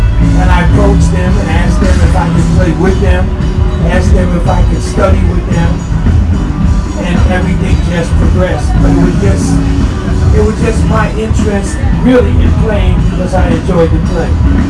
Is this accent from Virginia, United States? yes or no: no; Brooklyn, New York, United States; I'm a son of Brooklyn. I grew up in Bed-Stuy. I've been running all of these streets my whole life.